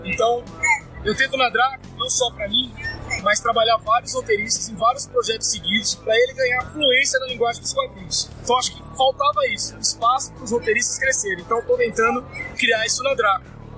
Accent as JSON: {"language": "Portuguese", "region": "São Paulo", "country": "Brazil", "said": "Eu sou lá da Zona Leste, sou maloqueiro da quebrada e é diferente, diferente."}